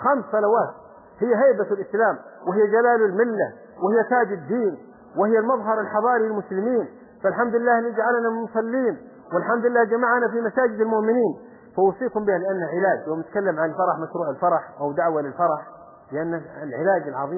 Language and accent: Arabic; Saudi Arabia; يقولوا في بلدة عندنا في السعودية كان ينبهون على الناس